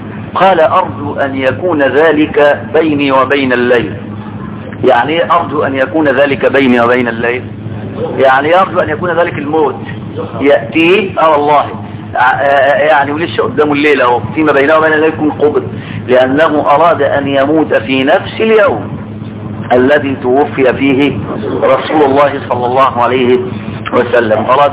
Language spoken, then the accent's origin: Arabic; Egypt; معرفش النساء عندنا في مصر دول عايزين ايه بالظبط